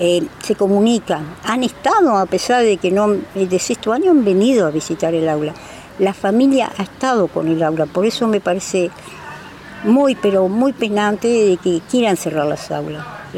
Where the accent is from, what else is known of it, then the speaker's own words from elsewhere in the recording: Montevideo, Uruguay; No, nosotros somos de la Barra de Santa Lucía, dentro de las chacras.